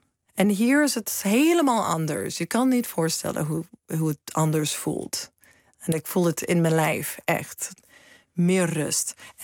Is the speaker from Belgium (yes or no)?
no; Seattle, Washington, United States; Dutch is a second language; moved away as an adult; also born or lived in New York; now in Netherlands; ik hoor ook bij de VS. En ik kom uit Seattle. Het is prachtig natuur. Zo grote bergen rond ons heen. De grote bossen.